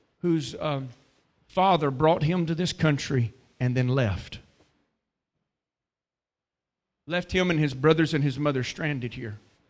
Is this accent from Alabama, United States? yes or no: yes; Birmingham, Alabama, United States; I grew up poor. I was so poor. I grew up in Birmingham, Alabama, and I lived in a rough neighborhood.